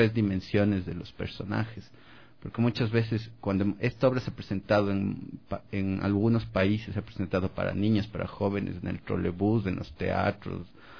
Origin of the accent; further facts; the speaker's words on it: Cuenca, Azuay, Ecuador; Yo también vengo de una sociedad bastante formal, como me presenté, soy cuencano.